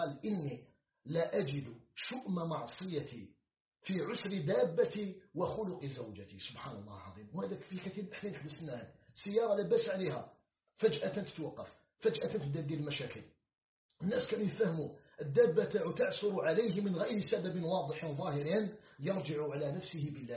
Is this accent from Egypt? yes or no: no; Algeria; في خضم هذه المحنة التي يعيشها العالم بأسره، ومن بينها بلدنا الجزائر.